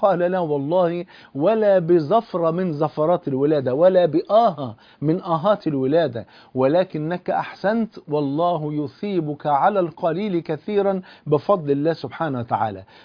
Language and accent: Arabic; Egypt; زي ما بيقولوا عندنا في مصر يا مكبرنا يا مصغرنا